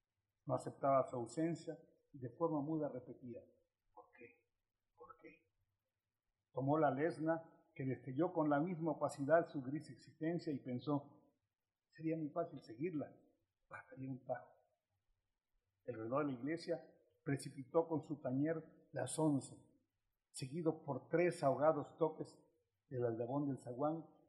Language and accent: Spanish; Veracruz, Mexico; Y yo soy campechano jarocho